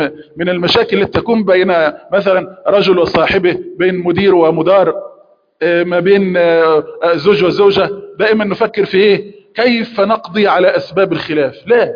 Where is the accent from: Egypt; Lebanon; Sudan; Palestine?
Egypt; عندنا في مصر يقولون مصارين البطن تتخانق